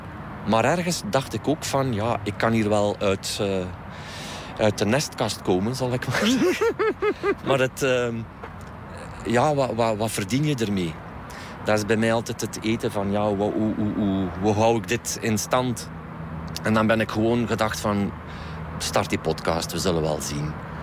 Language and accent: Dutch; East Flanders, Belgium; Ik ben een Oost-Vlaming, dit is Antwerpen. En eigenlijk komen wij hier niet zoveel. Ook al woon ik hier 20 minuutjes vandaan, de taal is ook anders.